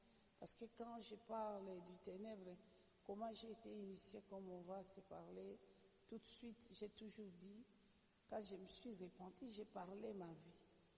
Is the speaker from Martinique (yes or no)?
no; DR Congo; parce que je suis congolaise